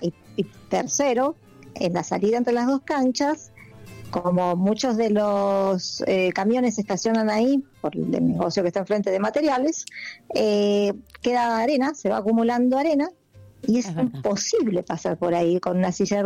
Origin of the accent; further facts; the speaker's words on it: Argentina; siendo argentinos que no respetamos nada